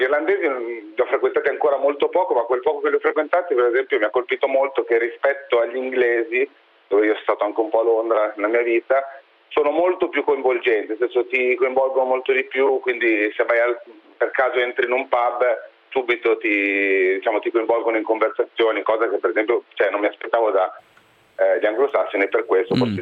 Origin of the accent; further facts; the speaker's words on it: Milan, Lombardy, Italy; now in Dublin, Ireland; Io sono di Milano.